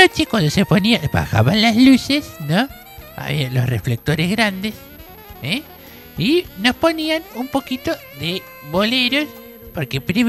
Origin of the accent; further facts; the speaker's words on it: Bellavista, Buenos Aires Province, Argentina; also born or lived in San Miguel; Yo era de San Miguel, más soy de Bellavista